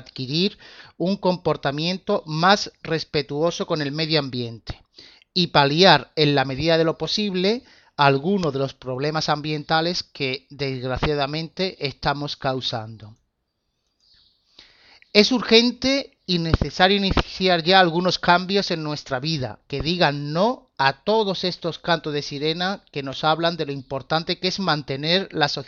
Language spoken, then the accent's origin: Spanish; Málaga, Andalusia, Spain; Soy de Málaga y gerente de una empresa de formación